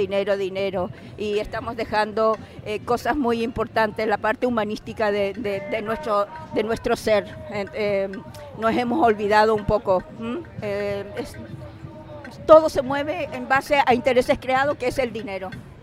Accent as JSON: {"language": "Spanish", "country": "Chile", "lives_now": "Spain", "said": "Pues eso también lo podríamos tener en mi país, pero no se puede por el tipo de gobierno que hemos estado teniendo desde la dictadura. Entonces, pues bueno, Chile ha despertado"}